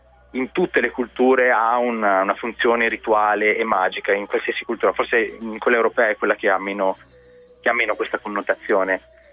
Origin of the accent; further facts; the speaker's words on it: Trento, Trentino-Alto Adige, Italy; io sono di Trento